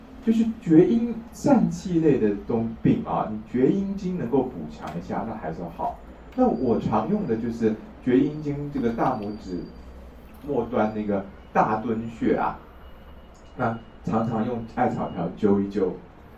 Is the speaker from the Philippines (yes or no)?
no; China; now in Taiwan; 我们大陆人叫喜猪的